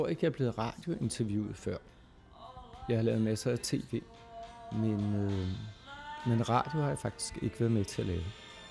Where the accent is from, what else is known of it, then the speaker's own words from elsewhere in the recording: Struer, Central Denmark Region, Denmark; born there; Jeg er født i Struer i det herrens år 1954.